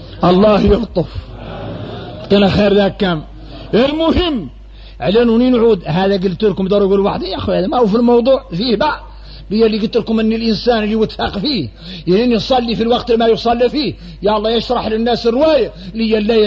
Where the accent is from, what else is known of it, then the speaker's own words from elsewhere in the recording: Mauritania; احنا موريتاني